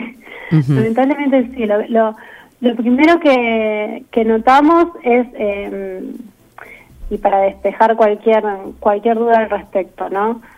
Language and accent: Spanish; Carhué, Buenos Aires Province, Argentina; born there; Nací en Carué, provincia de Buenos Aires.